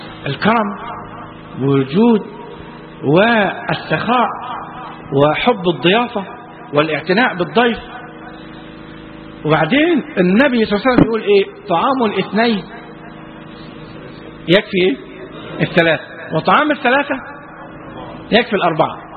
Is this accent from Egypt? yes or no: yes; Egypt; احنا عندنا في مصر المثل البلدي يقول لك